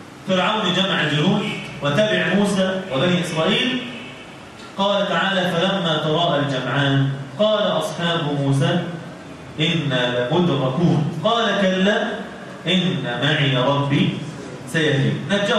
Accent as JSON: {"language": "Arabic", "country": "Egypt", "said": "يعني إحنا كلنا مصريين ولا مش مصريين؟ ها؟ مصري."}